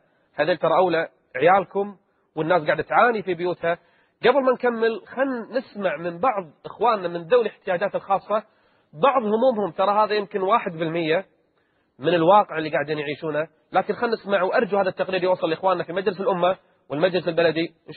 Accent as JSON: {"language": "Arabic", "country": "Kuwait", "said": "حتى عندنا بالكويت ما يعطى كل المعاش"}